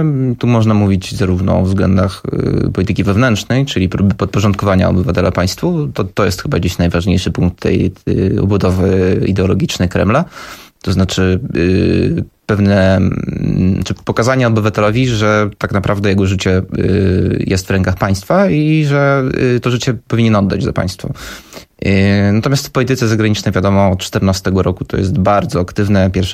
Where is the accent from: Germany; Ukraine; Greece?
Ukraine; Luhansk Oblast; No ja pochodzę akurat z obwodu ługańskiego.